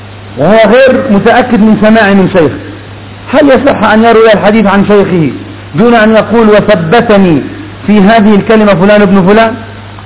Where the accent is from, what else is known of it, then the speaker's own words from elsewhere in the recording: Yemen; أما عندنا في اليمن فنحمد الله عز وجل على هذه النعمة